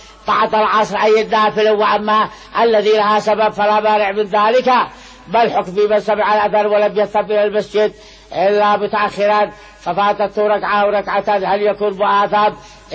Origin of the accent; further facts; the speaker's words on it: Sanaa, Amanat Al Asimah, Yemen; وأنا لي من صنعاء وقلت في صنعاء ونشأت في صنعاء،